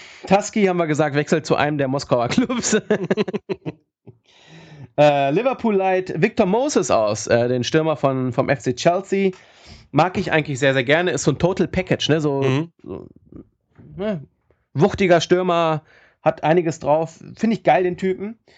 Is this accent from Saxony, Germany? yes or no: no; Bavaria, Germany; aber ich hätte ihn jetzt nicht geholt, so wenn ich als Bayer, aus Bayern-Sicht, hätte ich ihn jetzt nicht geholt.